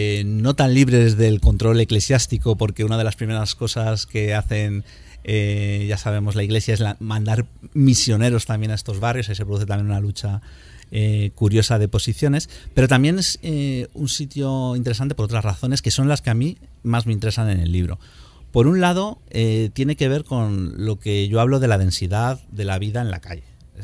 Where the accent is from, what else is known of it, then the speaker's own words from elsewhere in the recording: Madrid, Community of Madrid, Spain; por hacernos una idea los que somos de Madrid puede ser Lavapiés y Malasaña y Chueca